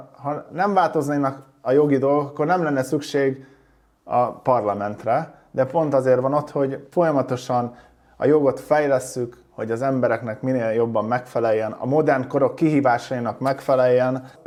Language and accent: Hungarian; Hungary; hanem én ide megszülettem, és magyarnak születtem